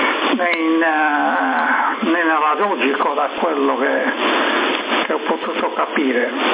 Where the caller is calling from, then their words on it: Cagliari, Sardinia, Italy; sono da Cagliari, una grande soddisfazione, la mia stazione arriva dappertutto